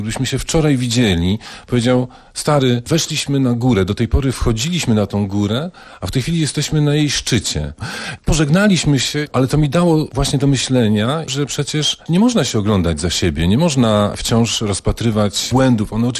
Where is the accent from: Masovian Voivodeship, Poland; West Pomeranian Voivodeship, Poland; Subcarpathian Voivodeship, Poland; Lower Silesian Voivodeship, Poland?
Lower Silesian Voivodeship, Poland; Cieplice; Ja jestem w pierwszym pokoleniu stąd i postanowiłem sobie udowodnić to, że jestem stąd